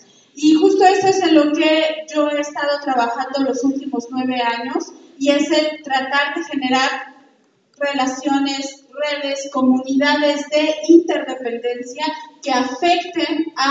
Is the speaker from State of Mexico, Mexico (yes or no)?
no; Mexico City, Mexico; vengo de la Ciudad de México